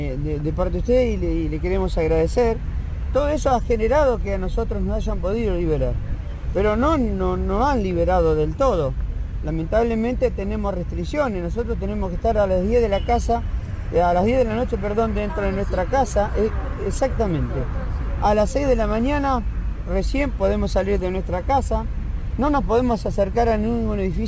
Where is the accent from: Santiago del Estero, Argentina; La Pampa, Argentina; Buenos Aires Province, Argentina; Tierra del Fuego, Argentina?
Tierra del Fuego, Argentina; Ushuaia; Nosotros somos compañeros que venimos de la ciudad de Ushuaia